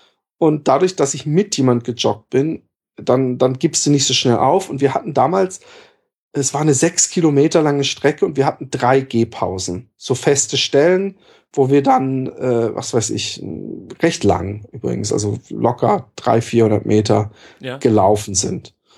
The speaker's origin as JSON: {"language": "German", "region": "southwest", "country": "Germany", "tie": "born or raised there", "said": "Ich bin im Südwesten aufgewachsen, es gibt für mich nichts Schlimmeres als Äcker und Streuobstwiesen und so Feldwege."}